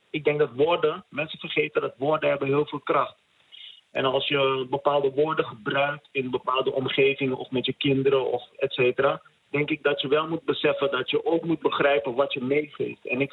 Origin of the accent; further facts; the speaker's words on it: Suriname; Maar het doet mij wel wat dat wij als Surinamers nog steeds elkaar op een bepaalde manier bejegenen.